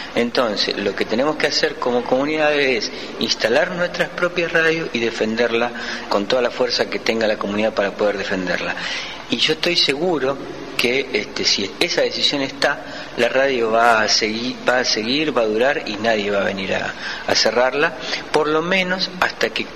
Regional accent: Rosario, Santa Fe, Argentina; vengo de la ciudad de Rosario

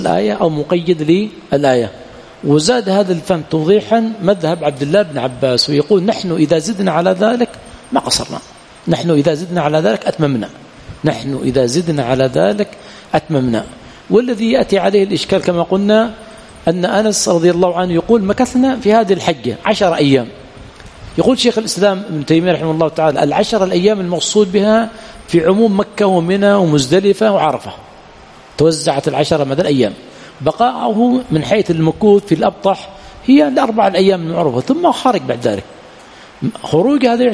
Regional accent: Yemen; أما جمع التخزين، عندنا في اليمن جمع التخزين

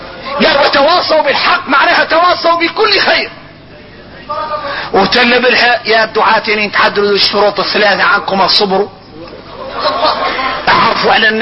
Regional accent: Mauritania; عندنا احنا موريتاني وتربينا بها

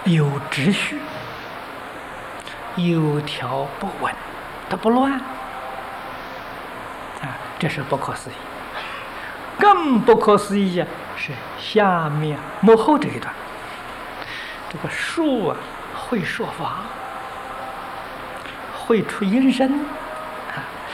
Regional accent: China; 你看我们中国人喜欢呢吊这个风铃，啊，风铃是金属做的

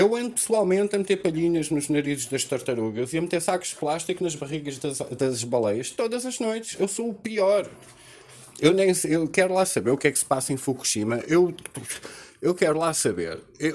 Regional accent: Portugal; como português

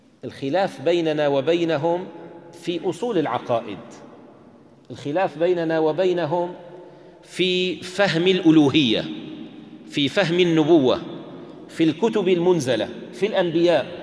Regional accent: Syria; عندنا في الشام إذا كان استغلق على الإنسان الفهم يقال نتكلم بالتركي

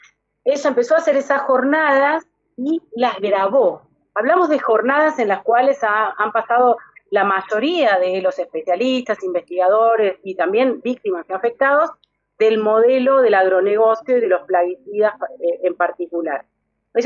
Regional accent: Pergamino, Buenos Aires Province, Argentina; born there; now in Exaltación de la Cruz, Argentina; yo vivo en un territorio fumigado, nací en un territorio fumigado, yo nací en Pergamino y vivo actualmente en Exaltación de la Cruz.

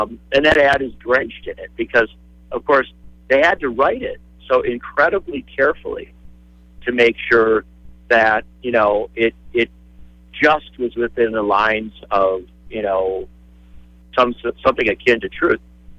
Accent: Racine, Wisconsin, United States; born there; I was born over in Racine. You know what I'm saying? When I say I'm a multi-generational Wisconsinite, it's because each generation we were born in Wisconsin.

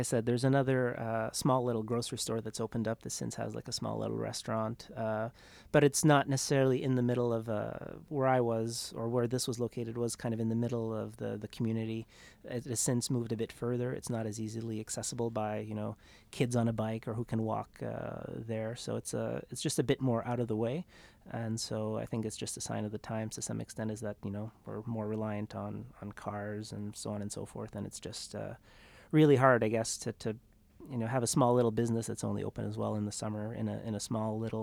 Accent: Wedgeport, Nova Scotia, Canada; now in Ottawa, Canada; I grew up in a small little town called Wedgeport, Nova Scotia, which is a small Acadian fishing village in the southwest corner of the province.

